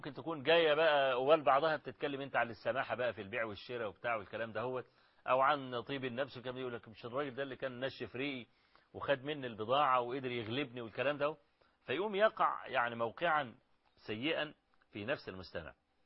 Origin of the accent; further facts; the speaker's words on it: Kafr El Sheikh, Kafr El Sheikh Governorate, Egypt; عندنا في كفر الشيخ يعني